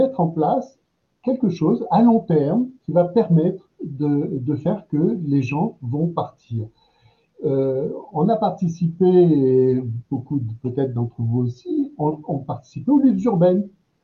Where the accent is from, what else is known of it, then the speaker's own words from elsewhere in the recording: Strasbourg, Grand Est, France; Je suis de Strasbourg, pour juste préciser un tout petit peu les choses.